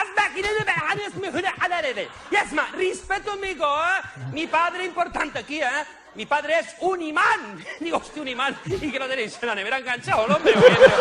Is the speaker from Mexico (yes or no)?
no; Barcelona, Catalonia, Spain; estoy muy contento de estar aquí en Madrid, mi segundo hogar, porque yo soy de Barcelona, pero me encanta Madrid